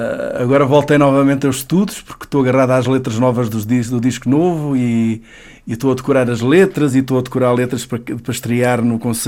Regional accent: Mourão, Évora, Portugal; born there; Olha, eu nasci no Alentejo, nasci numa vila pequenina, muito bonita, com gente maravilhosa, que é Mourão

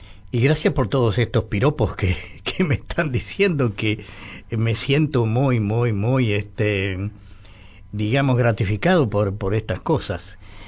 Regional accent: Muñiz, Buenos Aires Province, Argentina; born there; yo nací en un pueblito, en Muñiz, acá en la provincia de Buenos Aires, 30 kilómetros más o menos, a 20 metros de la estación del tren.

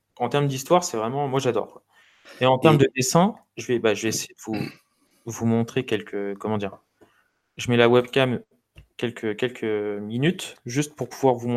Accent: France; en tant que Français, on passe peut-être à côté parce qu'on n'a pas les connaissances qu'il nous faut

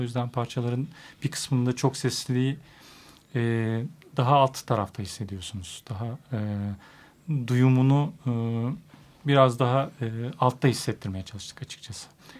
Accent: Aegean Region, Turkey; Ben Ege'liyim.

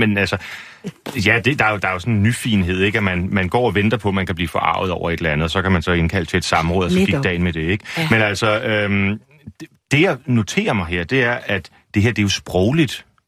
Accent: Central Denmark Region, Denmark; som jeg altid har kendt det fra min opvækst ved Ringkøbing Fjord

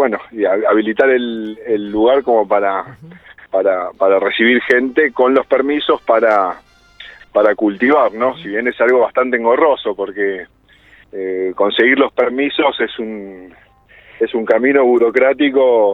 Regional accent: Tortuguitas, Buenos Aires Province, Argentina; moved away; Yo soy de Tortuguitas, que es un pueblo que está en provincia de Buenos Aires, y estoy viviendo acá, después de viajar bastante, me radiqué acá en el Valle de Calamuchita hace 16 años.

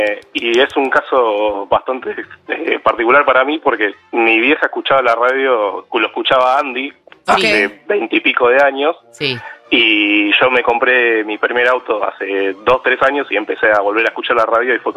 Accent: Buenos Aires, Argentina; ella vivía era de Monte Grande, yo soy de Capital.

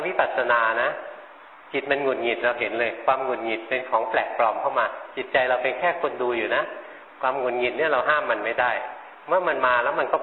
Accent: Bangkok, Thailand; หลวงพ่อมาเป็นคนกรุงเทพมาอยู่แถวเนี้ยแถวนี้มีนกประหลาดประหลาดเยอะเลยเราคนกรุงเทพไม่เคยเห็น

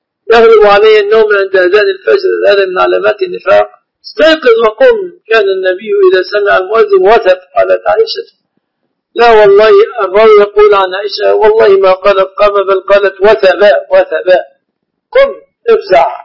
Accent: Egypt; نعم، الذهب من النهر في بلادنا مصر.

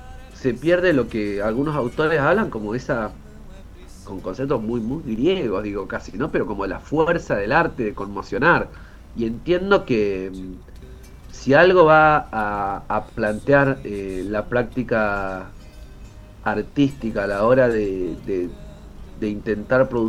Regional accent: Bahía Blanca, Buenos Aires Province, Argentina; las personas que somos de Bahía Blanca no nos hemos mojado con el agua de la bahía.

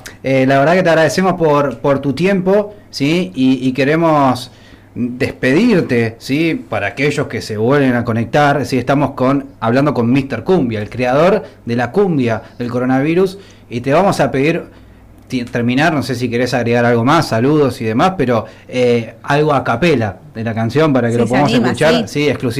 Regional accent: Argentina; lo que nos hemos criado viendo el Chavo del Ocho y lo que nos hemos inspirado como argentinos

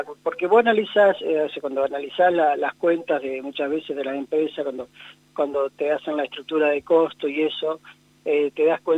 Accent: La Pampa, Argentina; salimos de los límites de La Pampa y hay muchas cosas que veo y que creo que muchos de los pampeanos podemos coincidir

